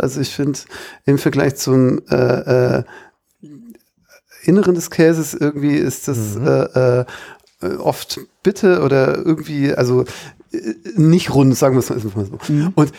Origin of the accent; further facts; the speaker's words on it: Baden-Württemberg, Germany; Ich bin ja Schwabe, jetzt ist es raus. Und als Schwabe isst man natürlich gerne Kässpätzle.